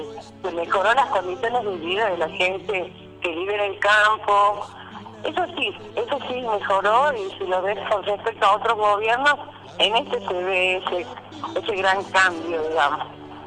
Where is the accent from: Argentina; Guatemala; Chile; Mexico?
Argentina; San Miguel de Tucumán, Tucumán; born there; Sí, nací en la capital, en San Miguel de Tucumán.